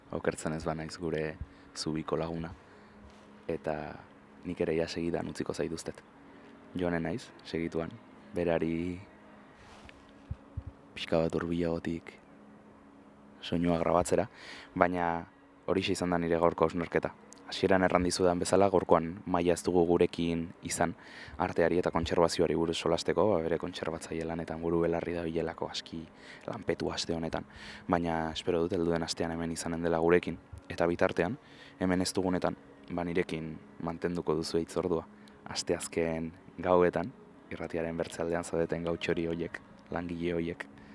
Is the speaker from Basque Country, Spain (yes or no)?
yes; Bilbao, Basque Country, Spain; Bilboko kokapenak dira hauek, ba artearekin dudan lotura sendotu duten museoak zalantzarik gabe, nire haurtzaro eta gaztaroan.